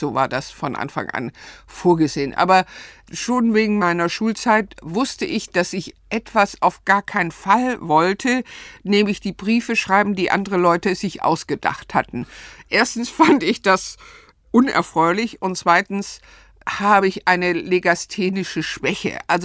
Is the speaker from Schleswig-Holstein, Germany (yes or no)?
no; Stuttgart, Baden-Württemberg, Germany; also born or lived in Ludwigsburg; Ich bin in Ludwigsburg bei Stuttgart geboren, aber dort nicht aufgewachsen. Meine Eltern lebten in Stuttgart bei Cannstatt